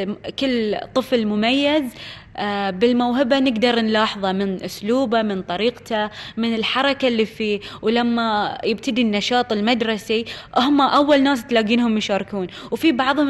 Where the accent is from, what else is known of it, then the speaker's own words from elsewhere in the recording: Bahrain; من جهة وزارة التربية والتعليم عندنا في البحرين